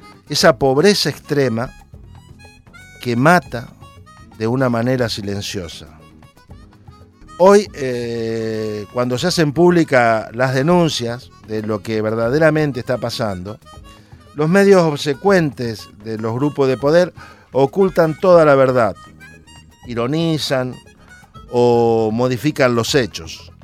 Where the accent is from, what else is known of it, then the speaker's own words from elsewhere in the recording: Argentina; me hizo reflexionar sobre el hecho de que en mi país apareció el cuerpo sin vida